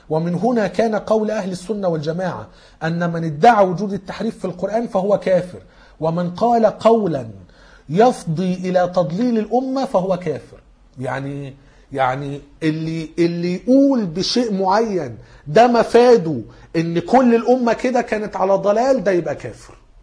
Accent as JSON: {"language": "Arabic", "country": "Egypt", "said": "احنا كمصريين"}